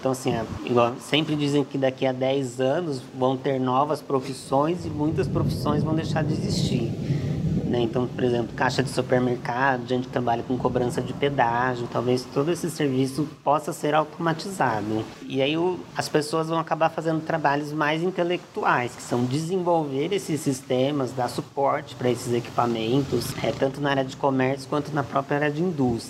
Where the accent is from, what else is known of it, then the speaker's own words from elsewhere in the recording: São Paulo, Brazil; E eu também sou do interior de São Paulo